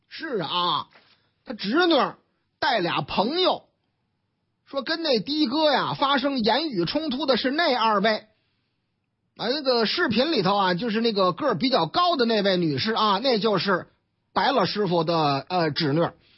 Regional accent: Beijing, China; 咱都是北京人嘛，讲文明懂礼貌嘛

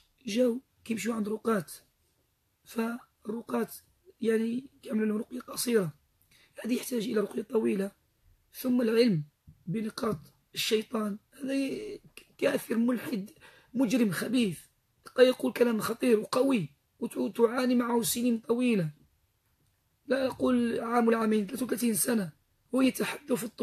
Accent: Biskra, Biskra Province, Algeria; أصلا من الجزائر نحن من الشيخ بسكرة

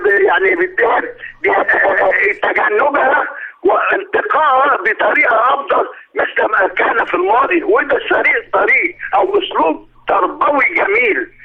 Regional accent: Egypt; يا ريت معظم البرامج عندنا في مصر

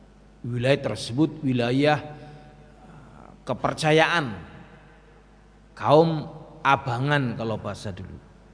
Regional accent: Java, Indonesia; orangnya orang Jawa ya, seperti kita orang Jawa Pak.

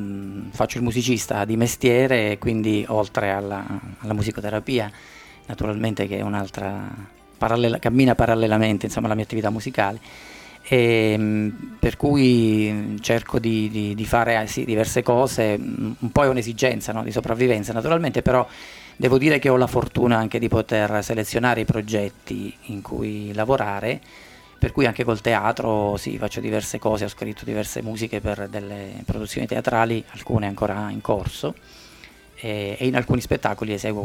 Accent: Basilicata, Italy; moved away; also born or lived in Calabria; io non sono calabrese, in realtà sono nativo della Basilicata, ma mi sento ormai un calabrese di adozione perché sono lì da tanti tanti anni

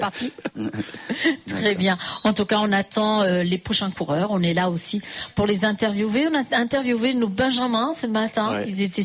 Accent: Fleury-les-Aubrais, Centre-Val de Loire, France; On est tous de Fleury. Et bien, vive Fleury-les-Aubrais.

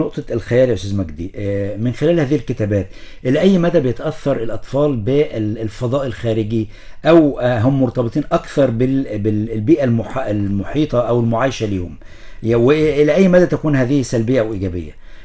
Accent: Egypt; زي مراكز الشباب عندنا في مصر بمعنى أصح.

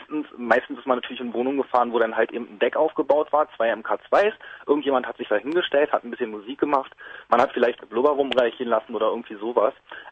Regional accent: West Berlin, Berlin, Germany; ich habe meine als Westberliner ja auch irgendwo meine Geburtsstadt mit der Wiedervereinigung verloren.

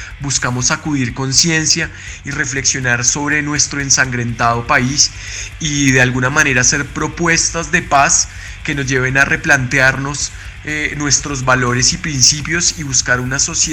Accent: Colombia; influenciada principalmente por la violencia con la que crecimos en Colombia

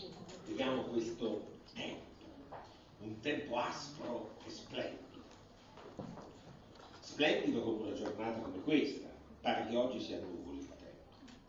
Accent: Rome, Lazio, Italy; Lo diciamo un po' alla romana, noi che siamo romani

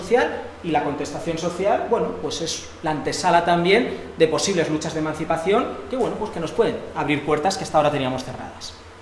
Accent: Madrid, Community of Madrid, Spain; Madrid, de donde yo vengo

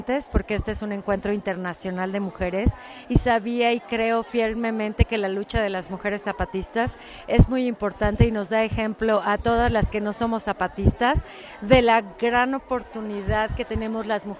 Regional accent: Mexico City, Mexico; Ahorita vengo de San Cristóbal, pero soy de Ciudad de México.

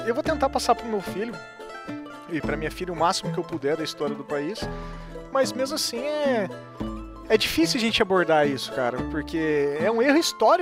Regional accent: Brazil; Eu pretendo isso um dia fazer na minha vida: chegar em Portugal e falar assim, eu sou brasileiro, vim pegar minha lasca de ouro de volta aqui, sabe?

